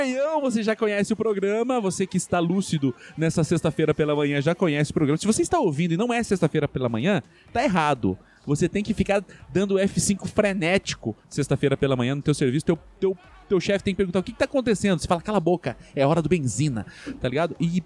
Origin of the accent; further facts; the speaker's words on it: Curitiba, Paraná, Brazil; eu queria ser feliz, mas eu sou curitibano.